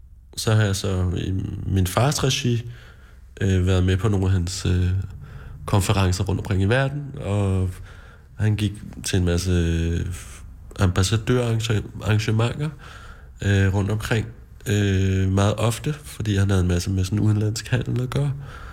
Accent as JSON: {"language": "Danish", "town": "Charlottenlund", "region": "Capital Region of Denmark", "country": "Denmark", "tie": "born or raised there", "said": "Ja, jeg voksede op i Charlottenlund, lidt nord for København."}